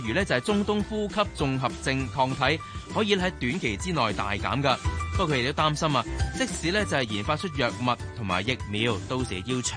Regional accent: Hong Kong; 现在我们香港人应该更加团结一致。

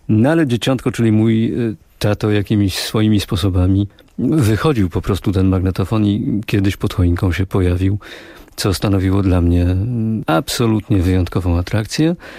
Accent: Silesian Voivodeship, Poland; Pochodzę z tego regionu kraju, gdzie w tym dniu, w Wigilię Bożego Narodzenia, otrzymywało się prezenty i te prezenty w naszym regionie, na Górnym Śląsku, przynosiło dzieciątko.

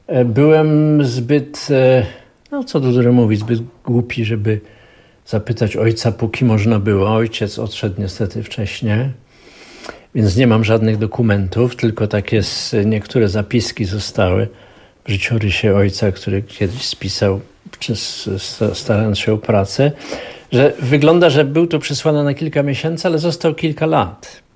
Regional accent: Katowice, Silesian Voivodeship, Poland; born there; ja właściwie się urodziłem w Katowicach

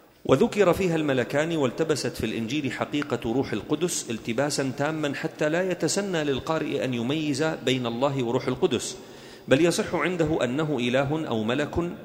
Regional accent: Da'el, Daraa Governorate, Syria; نحن قريتنا في درعا اسمها داعل، أصلها دائيل، يعني بيت الآلهة

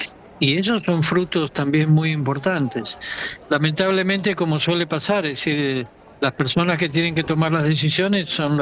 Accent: Argentina; Somos argentinos, así que podíamos comunicarnos perfectamente bien.

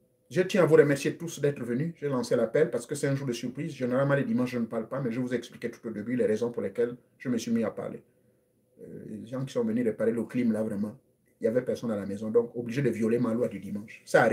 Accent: Gabon

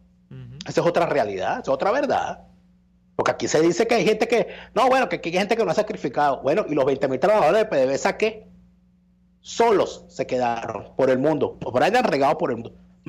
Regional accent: Venezuela; somos estúpidos los venezolanos

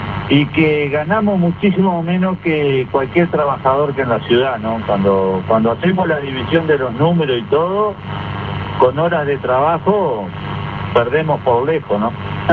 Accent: Uruguay; Yo pienso que nosotros como uruguayos, el país nos debemos una discusión sobre el uso de los recursos naturales.

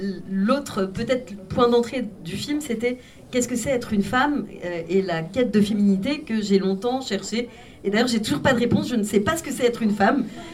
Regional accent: France; moi, je suis née en France, mais de deux parents polonais. Enfin, donc, j'ai grandi dans une famille polonaise en France

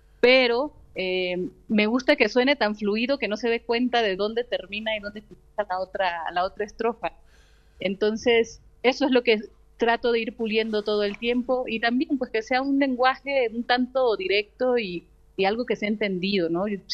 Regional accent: Loma Bonita, Oaxaca, Mexico; Tomé un curso en una casa de cultura del municipio de donde soy, en Loma Bonita, Oaxaca

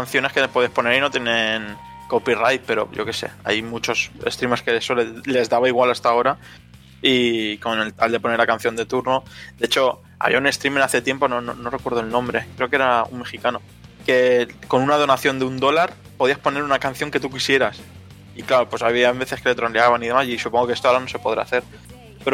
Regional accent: Spain; eso lo hatean porque somos españoles y es el deporte nacional

